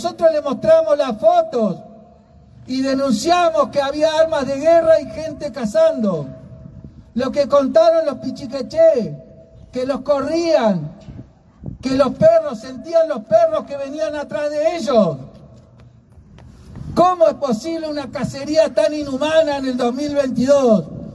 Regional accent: Valcheta, Río Negro, Argentina; born there; nací allá en Balcheta, el primer campo de concentración de la Argentina.

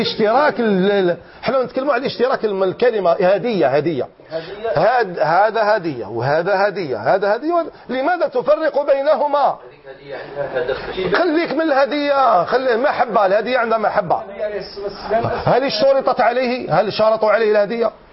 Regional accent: Algeria; احنا رانا اولاد الجزائر

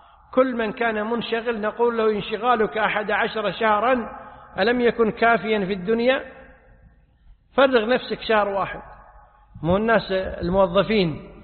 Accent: Kuwait; هذه عادة معروفة عندنا في الكويت

